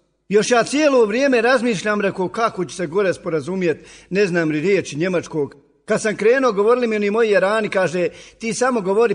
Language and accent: Bosnian; Sarajevo, Federation of Bosnia and Herzegovina, Bosnia & Herzegovina; Pita on mene, odakle si ti? Rekao, iz Sarajeva.